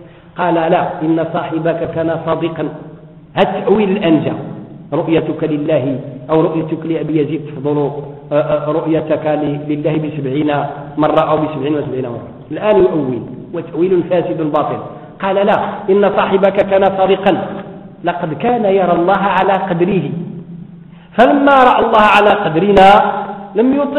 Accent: Morocco; الآن عندنا في المغرب والحمد لله رمضان، كل الناس يصومون

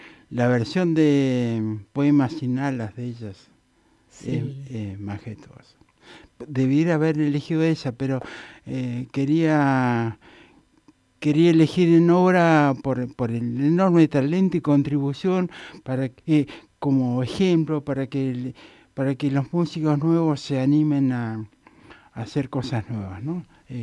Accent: Bernasconi, La Pampa, Argentina; como yo pasé parte de mi adolescencia en Bernasconi

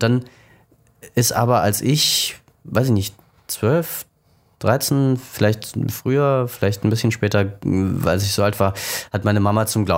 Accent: East Germany, Germany; wir sind in der DDR religionsfrei aufgewachsen.

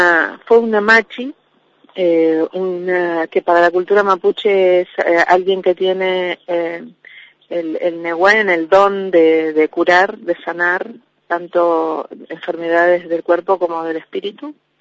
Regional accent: Trelew, Chubut, Argentina; en mi caso soy de Trelew, y desde ahí, desde esos lugares, venimos viajando durante varios meses al Viedma

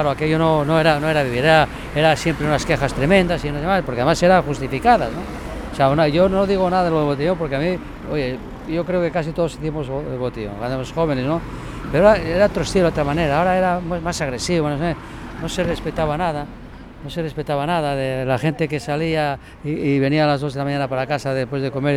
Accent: Mieres, Asturias, Spain; now in Gijón, Spain; yo no soy de Gijón, pero aprecio, o sea, señor, por supuesto, de Mieres

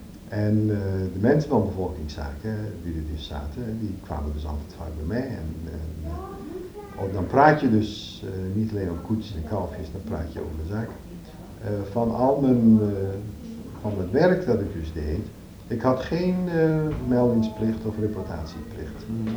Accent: Netherlands; Ik bedoel, ik ben Nederlander en ik vond het vervelend.

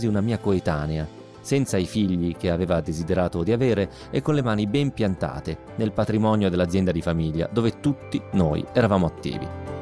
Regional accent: Rome, Lazio, Italy; moved away as an adult; now in Cologne, Germany; sono di Roma e vivo a Colonia, in Germania, già dal 1992, dove mi sono trasferito con la allora mia ragazza e poi moglie, anch'essa romana

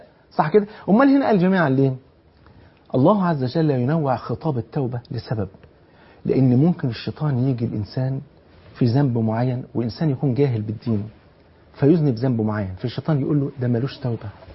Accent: Egypt; اقصر بلغتنا كمصريين ايه؟ خف.

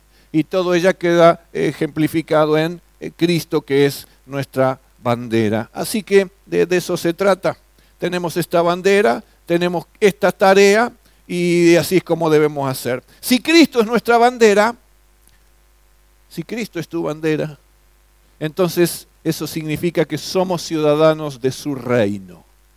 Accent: Argentina; Como ciudadanos argentinos, nuestra bandera, nuestro símbolo patrio es esta celeste y blanca con el sol en el medio también.

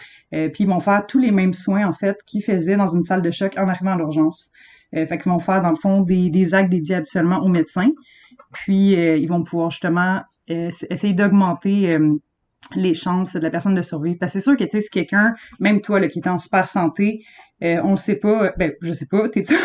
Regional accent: La Tuque, Quebec, Canada; si tu vas à la TUC, ma ville natale

